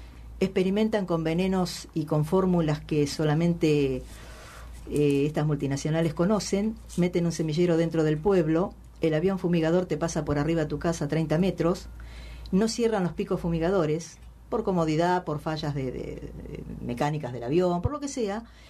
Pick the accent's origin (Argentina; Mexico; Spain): Argentina; San Agustín, Buenos Aires; Soy del distrito de Balcarce, del pueblo de San Agustín, donde somos aproximadamente 500 habitantes. Zona sojera, de papa, cosechan trigo, maíz